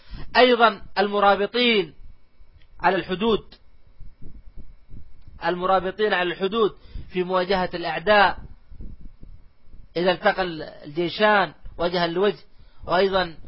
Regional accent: Saudi Arabia; خاصة عندنا في المملكة العربية السعودية

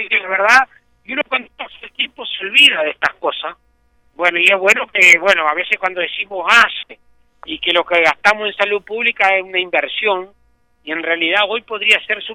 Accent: Uruguay; vamos arreglando como los uruguayos, atadito con alambre

